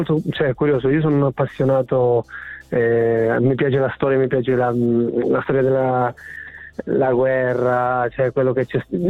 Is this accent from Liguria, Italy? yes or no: no; San Costantino Calabro, Calabria, Italy; Sì, sono calabrese.